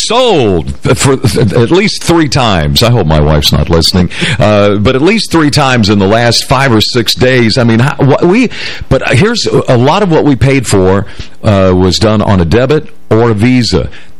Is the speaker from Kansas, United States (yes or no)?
no; Detroit, Michigan, United States; I was even cognizant of something that happened to me growing up in Detroit.